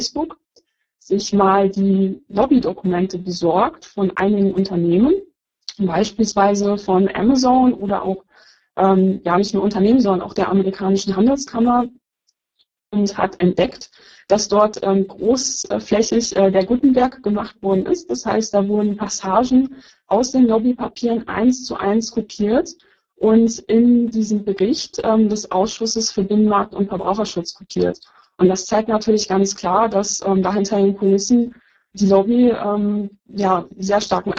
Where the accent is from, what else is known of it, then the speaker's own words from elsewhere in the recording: Lower Saxony, Germany; Ich komme aus Niedersachsen